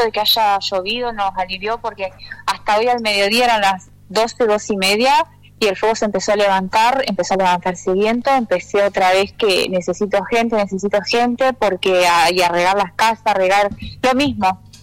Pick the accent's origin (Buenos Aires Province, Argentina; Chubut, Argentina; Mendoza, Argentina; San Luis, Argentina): Chubut, Argentina; El Maitén; yo soy de Maitén, mi love está allá, mi raíz es de ahí, mi amor más grande está en la comunidad, pero hoy yo estoy desarrollando mi vida acá